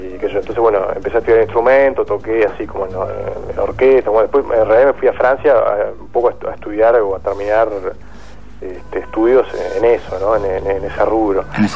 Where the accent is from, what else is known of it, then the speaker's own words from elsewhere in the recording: Uruguay; Bueno, yo soy uruguayo